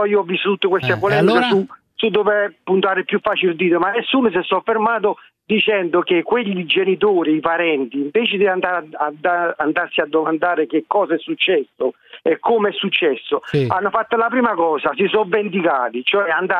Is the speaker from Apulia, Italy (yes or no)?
no; Naples, Campania, Italy; sono napoletano, sono cresciuto a San Giovanni Antiduccio Barra negli anni '80